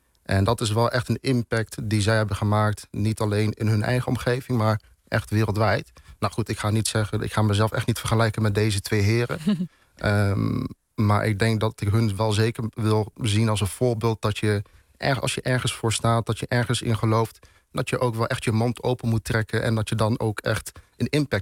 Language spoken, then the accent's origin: Dutch; Arnhem, Gelderland, Netherlands; also born or lived in Zutphen; Nou, ik ben geboren en getogen in Arnhem. Ja. En op mijn 13e leeftijd ben ik verhuisd naar Zutphen-Warnsveld.